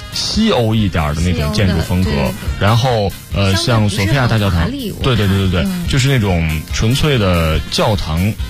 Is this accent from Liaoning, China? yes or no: yes; Liaoning, China; 我不是黑龙江人，我是辽宁人